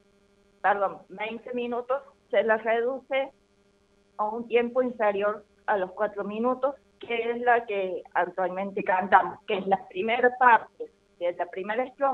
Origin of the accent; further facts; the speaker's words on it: Argentina; en todo momento se requiere recordar que somos argentinos